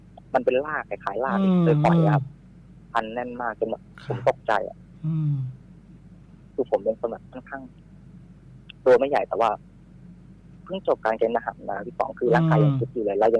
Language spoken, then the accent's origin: Thai; Bangkok, Thailand; ต้องบอกก่อนว่าผมเป็นคนกรุงเทพใช่ไหมครับ